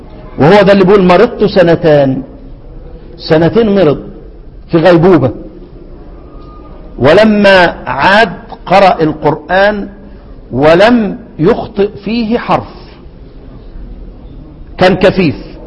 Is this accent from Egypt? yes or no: yes; Egypt; وطبعا انا ساعتها كنت مفكر حلوان اللي عندنا في مصر دي